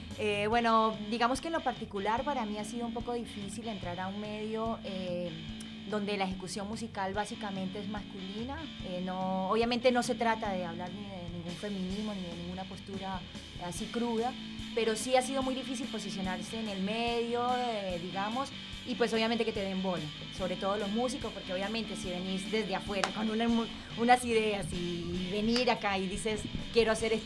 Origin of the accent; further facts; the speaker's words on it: Colombia; moved away as an adult; now in Argentina; Yo soy colombiana, me vine viajando, tuve un recorrido por Ecuador, por Perú, estuve en Bolivia